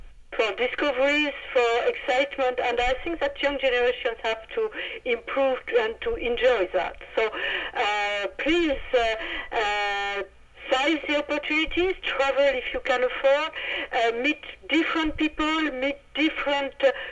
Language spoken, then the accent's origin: English; France; accent: French; English is a second language; I hope my awful French accent was not too much difficult to understand, and I hope I didn't make too much, too many mistakes speaking English.